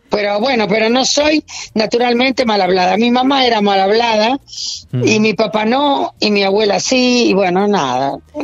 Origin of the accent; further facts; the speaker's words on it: Buenos Aires, Argentina; yo nací en Barrio Norte, pero me crié, no es que me mudé.